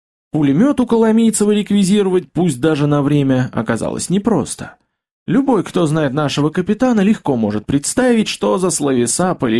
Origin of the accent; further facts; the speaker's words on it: Gorodets, Nizhny Novgorod Oblast, Russia; now in Nizhny Novgorod, Russia; приехал я из Нижнего в городец, на родину, к бабке